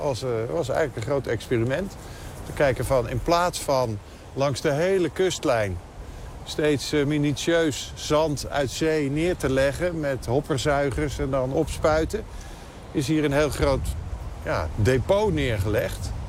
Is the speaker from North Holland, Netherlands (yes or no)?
yes; North Holland, Netherlands; now in North Brabant, Netherlands; Nou, ik kom uit Noord-Holland, maar ik woon in Brabant.